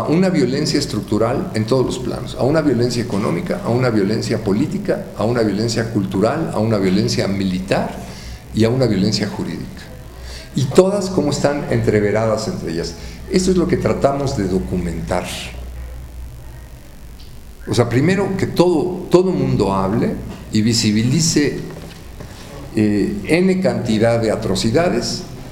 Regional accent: Mexico; Perdón, vengo de México, ahí somos muy pochos, ¿no? Hablamos mucho así.

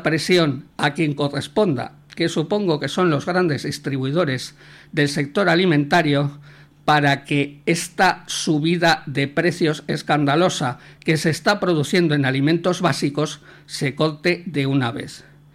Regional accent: Valladolid, Castile and León, Spain; como vallisoletano que soy

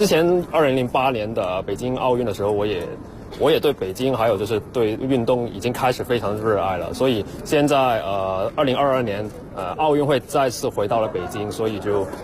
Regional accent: Hong Kong; 香港。我刚毕业。对，刚刚毕业。

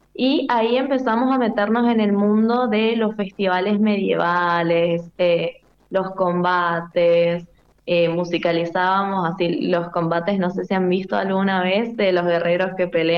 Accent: San Luis, Argentina; now in Mendoza, Argentina; a los 18 años, yo me vengo a estudiar música acá a Loncuyo, a Mendoza. Yo soy de San Luis.

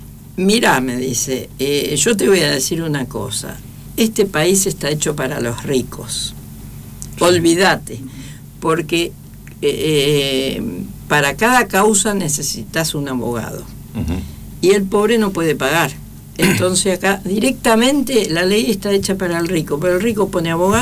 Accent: Misiones, Argentina; Yo vengo de la selva de Misiones, no tengo idea, tengo la primaria apenas.

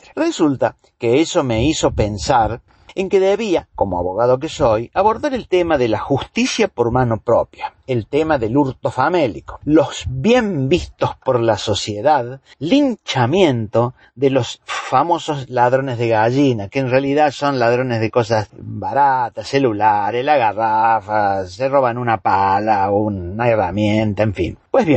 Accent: Argentina; La realidad que estamos viviendo como pueblo argentino

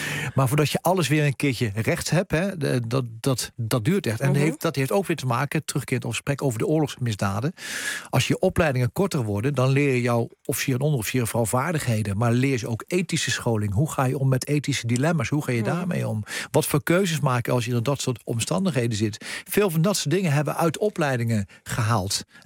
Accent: Netherlands; als je als Nederlander 45.000 soldaten leidt uit 24 landen in operaties

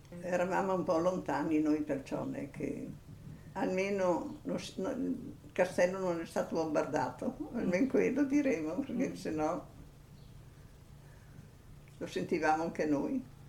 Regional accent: Calliano, Trentino-Alto Adige, Italy; Io ho dunque 92 anni, compiuti ieri, e sono di Cagliano. Nata e vissuta a Cagliano.

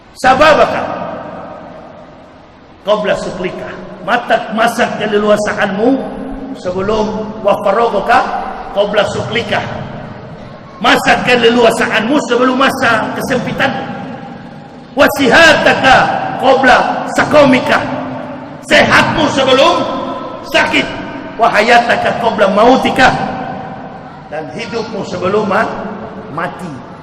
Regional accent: Manado, North Sulawesi, Indonesia; now in Jakarta, Indonesia

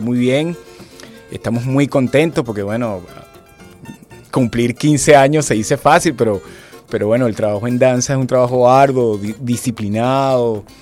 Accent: Caracas, Capital District, Venezuela; como lo entendemos en la ciudad de Caracas, porque nosotros somos caraqueños y nos interesa lo cotidiano, lo urbano

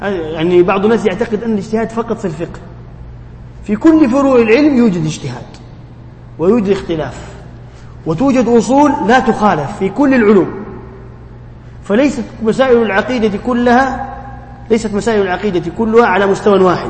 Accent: Jeddah, Makkah Province, Saudi Arabia; عندنا في جدة يعني دمهم خفيف ومستعجلين

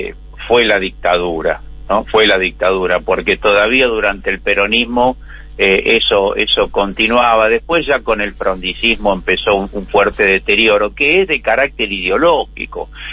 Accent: Buenos Aires, Argentina; ¿A mí qué me importa si yo soy militante porteño? No me importa nada, yo no vivo ni en Jujuy, ni en Catamarca, ni en Santa Cruz.

